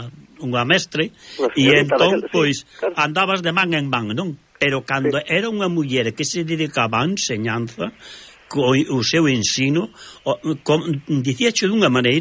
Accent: Navia de Suarna, Galicia, Spain; porque eu son de Navia de Suarna.

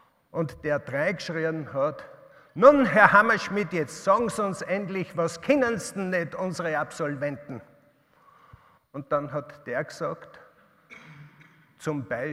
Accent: Upper Austria, Austria; Ich bin in Oberösterreich in einer Kreislerei aufgewachsen.

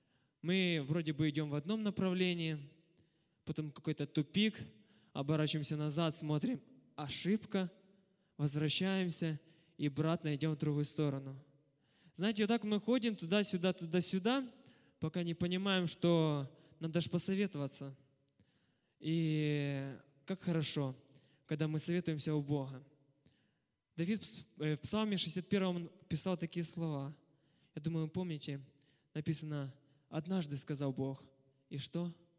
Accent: Zaporizhzhia, Zaporizhzhia Oblast, Ukraine; И начну с того, что я из Запорожья приехал.

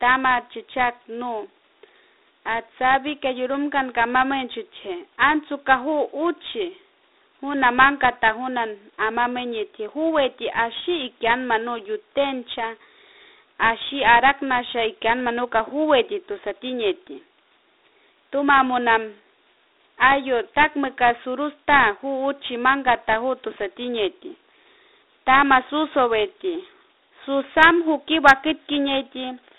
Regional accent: Cucuasa, Amazonas, Peru; Soy comunidad nativa de Cucuasa y soy de la escuela de los líderes y lideresas del pueblo Huampisi y Abajún en el sector Río Santiago.

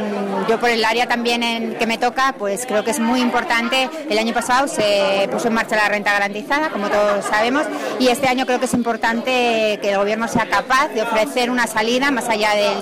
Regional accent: Monteagudo, Navarre, Spain; Invitamos, además yo soy de Monteagudo

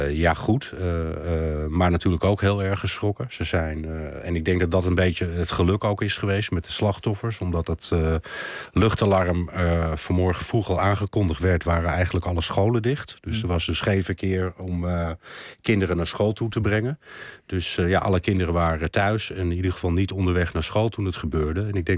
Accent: Kherson, Kherson Oblast, Ukraine; also born or lived in Kyiv; We zijn van Gerson zijn we gevlucht langs de hele Zwarte Zee en uiteindelijk naar Kiev toe gegaan.

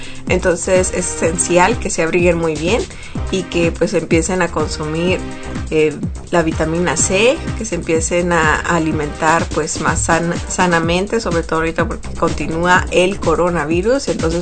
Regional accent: Mexico; para todos los que somos mexicanos y que celebramos el Día de la Virgen.

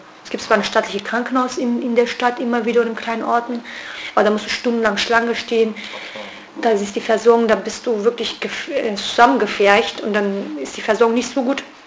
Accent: Kurdish region, Turkey; German is a second language; von der ganzen Türkei kann ich wirklich nicht sprechen. Ich kann ja nur vom kurdischen Gebiet sprechen, wo ich herkomme.

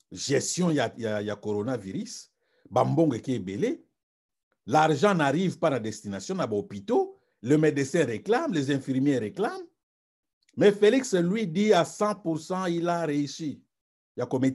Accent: DR Congo; Parce que chez nous au Congo les enquêtes

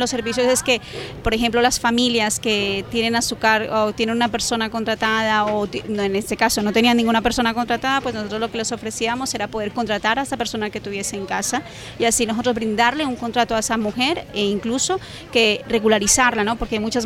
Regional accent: Girona, Catalonia, Spain; Somos de Girona, hemos nacido en Girona

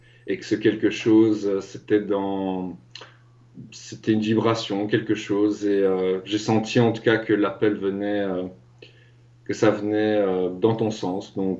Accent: Belgium; il a fallu, en fait, concrètement, que mon père me renvoie dans mon pays d'origine, parce que je dois dire que j'étais en Afrique. Et donc, il m'a ramené dans mon pays d'origine en Belgique.

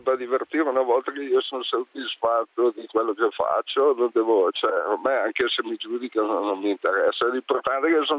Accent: Bergamo, Lombardy, Italy; now in Como, Italy; Ma io sono bergamasco, ma abito a Como.

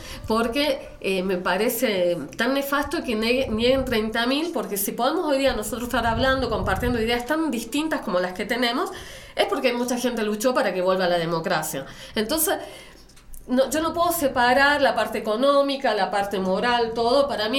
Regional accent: Chile; porque yo soy chilena

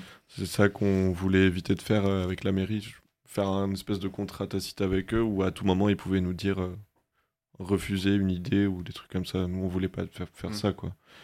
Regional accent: Brest, Brittany, France; now in Rennes, France; je viens de Brest, mais récemment, je me suis installé à Rennes.

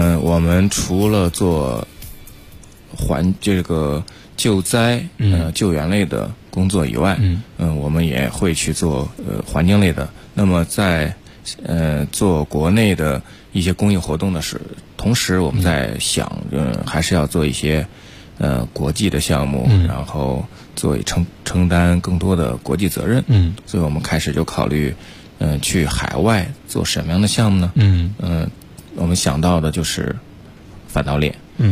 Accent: China

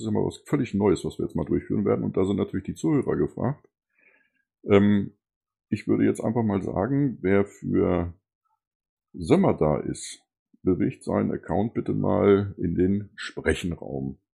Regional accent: Hanover, Lower Saxony, Germany; Als Hannoveraner, Niedersachse, ist natürlich Wolfenbüttel die Erreichbarkeit immer eine relativ subjektive Geschichte.

